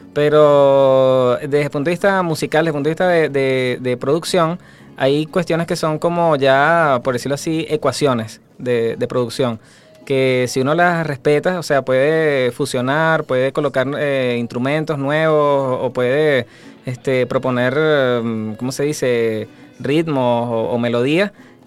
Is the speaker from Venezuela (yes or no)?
yes; Valencia, Carabobo, Venezuela; a pesar de que somos de Valencia